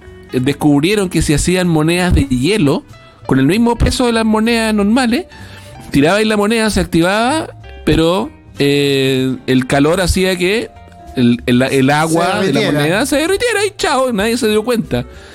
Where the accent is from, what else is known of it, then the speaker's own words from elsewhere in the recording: Temuco, Araucanía, Chile; Chuta, pero yo soy de Temuco